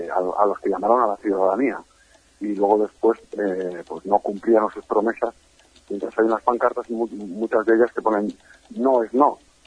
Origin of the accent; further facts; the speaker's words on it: Catalonia, Spain; con Gabriel Rufián comparto muchas cosas, entre ellas que los dos somos catalanes. Uh-huh. Y los dos somos hijos de españoles.